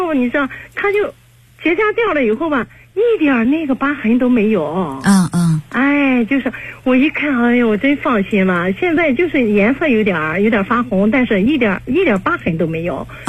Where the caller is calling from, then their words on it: Qingdao, Shandong, China; 哎，今年56岁。